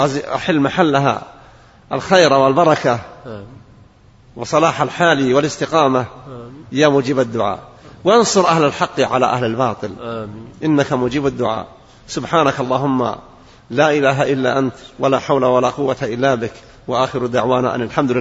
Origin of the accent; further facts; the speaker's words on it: Saudi Arabia; أن يدفع عن بلادنا المملكة العربية السعودية كل شر وبلاء وفتنة